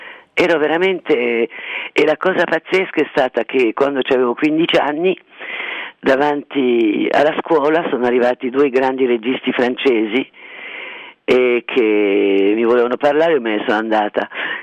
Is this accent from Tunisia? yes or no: yes; Tunisia; born there; first language French; Italian is a second language; perché sono nata in Tunisia e la mia prima lingua era il francese.